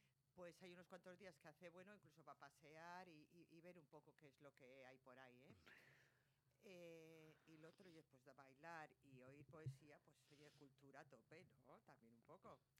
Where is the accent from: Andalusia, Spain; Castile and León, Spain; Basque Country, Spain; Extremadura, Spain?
Basque Country, Spain; Bilbao; Porque sí, porque nosotros somos así, los de Bilbao.